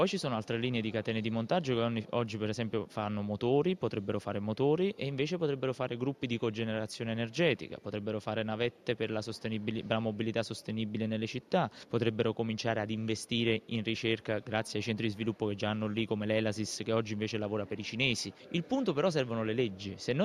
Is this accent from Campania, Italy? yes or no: yes; Pomigliano d'Arco, Campania, Italy; Io sono di Pomigliano d'Arco, ieri ho passato la giornata del primo maggio lì